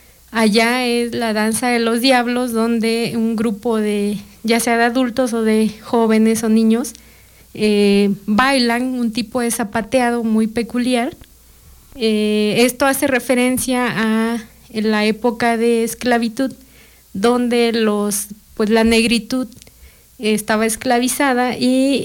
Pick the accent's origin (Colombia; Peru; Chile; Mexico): Mexico; Río Grande, Oaxaca; Río Grande, pues, es mi pueblo de origen. Es un pueblo afromestizo o afrodescendiente.